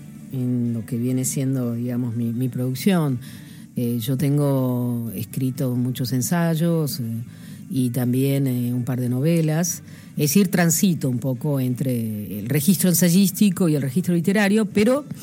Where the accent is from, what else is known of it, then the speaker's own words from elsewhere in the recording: Allen, Río Negro, Argentina; Yo vengo del Alto Valle de Río Negro, nací en una localidad, Allen, que tiene unos 30.000 habitantes, que se dedica desde hace casi 100 años a la producción de peras y manzanas. Mi familia se dedica a las chacras también